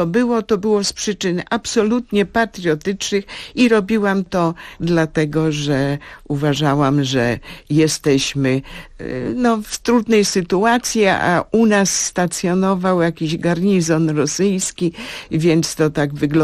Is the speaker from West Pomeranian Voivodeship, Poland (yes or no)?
no; Międzyrzec, Lublin Voivodeship, Poland; born there; Ja się urodziłam jakby na Litwie.